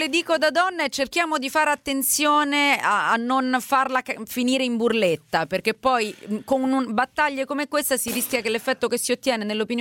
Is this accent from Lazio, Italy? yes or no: yes; Rome, Lazio, Italy; Sono romana e so bene cosa vuol dire